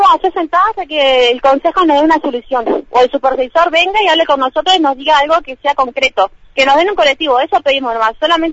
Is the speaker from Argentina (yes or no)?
yes; Viedma, Río Negro, Argentina; supuestamente los chicos que somos de Viedma, o sea, nos sacarían en colectivo y nos mandarían todo para otras escuelas